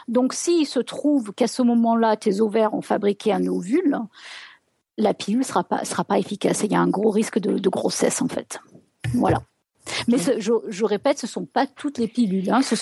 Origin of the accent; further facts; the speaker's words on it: France; moved away as an adult; ça fait 20 ans que j'ai quitté la France